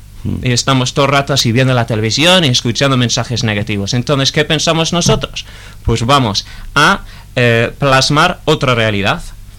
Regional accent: England, United Kingdom; Spanish is a second language; Yo siendo inglés, pues en euskera, que también es un poco diferente

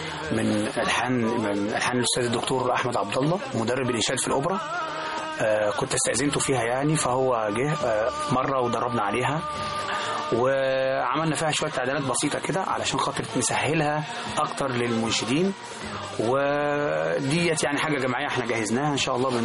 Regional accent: Monufia Governorate, Egypt; now in Cairo, Egypt; كنت أنا من المنوفية، في ريف المنوفية، فطبعا باجي القاهرة هنا عشان شغلي، فعايش في القاهرة من 20 سنة

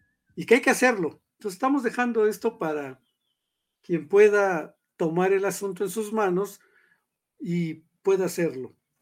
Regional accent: Mexico; los mexicanos conocemos más o menos bien

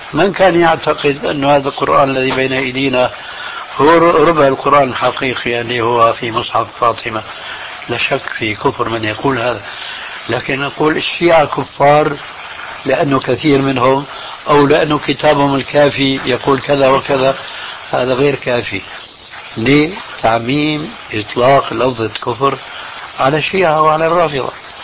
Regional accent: Syria; لا، إذن كما يقولون عندنا في الشام، ابعد عن الشر والنيله

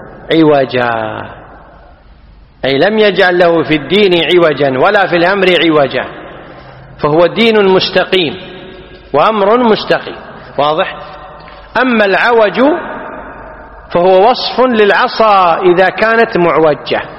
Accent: Kuwait; احنا عندنا في الكويت لقاح بالفتح على خلاف الفصيح

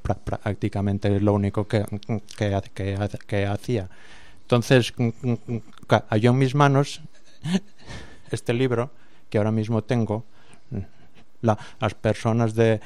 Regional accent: Asturias, Spain; allí por mi tierra, por Asturias

